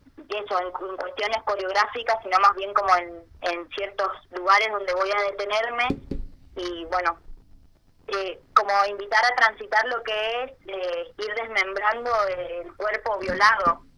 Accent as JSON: {"language": "Spanish", "region": "Chaco", "country": "Argentina", "said": "soy chaqueña, soy estudiante de arte escénico"}